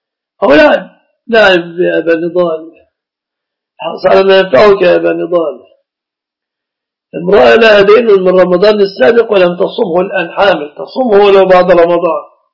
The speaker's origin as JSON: {"language": "Arabic", "country": "Egypt", "said": "يعني عندنا في مصر أهل الإسلام الصداق في الغالب يكون متمثلا في الآتي"}